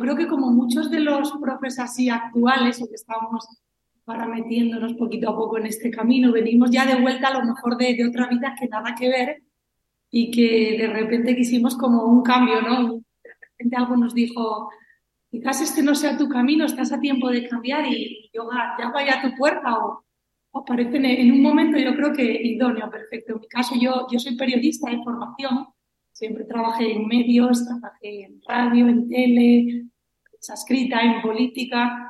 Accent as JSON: {"language": "Spanish", "town": "Cangas de Onís", "region": "Asturias", "country": "Spain", "said": "decidí volver a Asturias, concretamente a Cangas de Onís, que es de donde soy yo. Y hace ahora 6 años que regresé"}